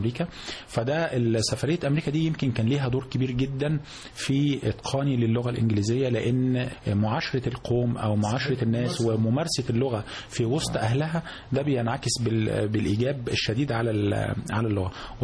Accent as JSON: {"language": "Arabic", "region": "Giza Governorate", "country": "Egypt", "tie": "born or raised there", "said": "أنا أصلا أجدادي من المنوفية، لكن أنا ولدت في محافظة الجيزة، والدي ووالدتي من برضو عايشين طول عمرهم في الجيزة، طول عمرنا متربين في الجيزة من يوم ما اتولدت منذ ولادتي وحتى الآن."}